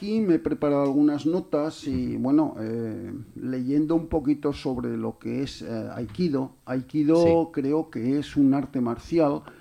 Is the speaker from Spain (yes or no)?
yes; Pedrola, Aragon, Spain; yo no soy de Zaragoza, que soy de un pueblecito de aquí al lado de Pedrola.